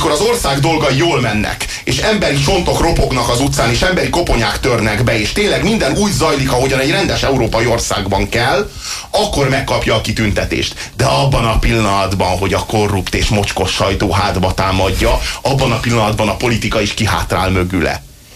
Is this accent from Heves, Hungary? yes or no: no; Budapest, Hungary; Főleg a főváros miatt aggódunk, tekintettel, hogy budapestiek vagyunk, én is, és Magyar Dávid kollégám is